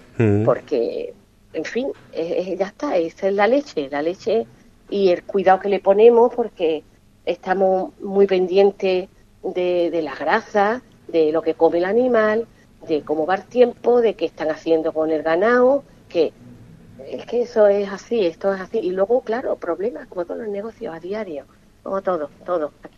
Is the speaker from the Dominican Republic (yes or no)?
no; Ubrique, Andalusia, Spain; soy un clon de la Consejería de Turismo de Ubrique.